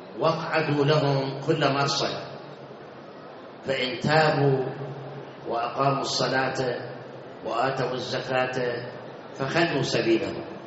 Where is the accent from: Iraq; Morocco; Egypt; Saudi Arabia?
Iraq; Baghdad, Baghdad Governorate; صار انفجار عندنا في بغداد بالمحمودية بالإسكندرية بالمسيب